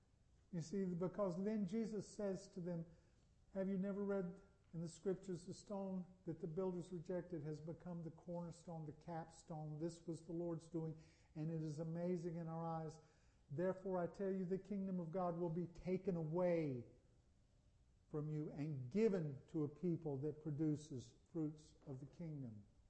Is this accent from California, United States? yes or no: no; North Carolina, United States; I'm from North Carolina. I'd rather be from North Carolina than any place else I can think of. And I'd rather stay in North Carolina than any place else I can think of except heaven.